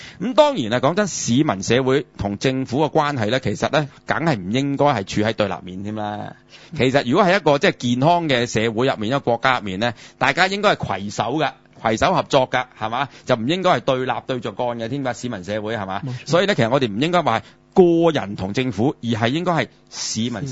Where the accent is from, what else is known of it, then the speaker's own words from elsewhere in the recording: China; 咁你话我哋中国人咧吓、啊，几千年嘅文明古国吓、啊，悠久历史，我哋嘅文化咁发达